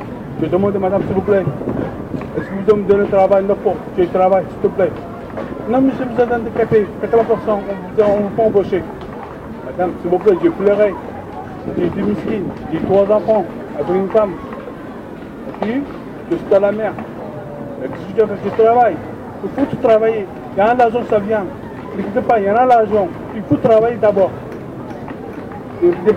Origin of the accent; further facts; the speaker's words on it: Turkey; French is a second language; Je suis d'origine de Turquie, à la campagne. J'ai 44 ans.